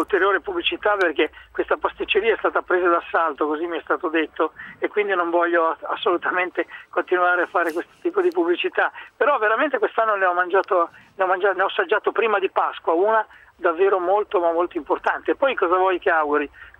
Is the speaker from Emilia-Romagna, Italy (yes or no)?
yes; Emilia-Romagna, Italy; In Romagna, cioè nel mio paese, c'era questa pagnotta pasquale con l'uovo